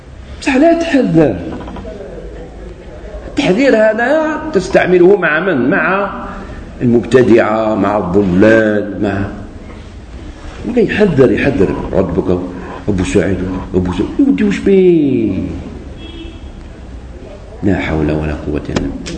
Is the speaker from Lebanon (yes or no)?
no; Algeria; خاطر هو سعودي وأنا جزائري